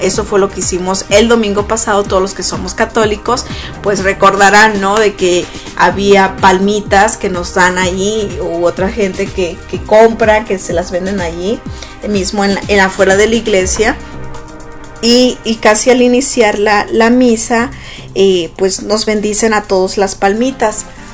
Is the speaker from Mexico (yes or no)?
yes; Sonora, Mexico; casi la mayoría de los que somos niños y que crecimos en Sonora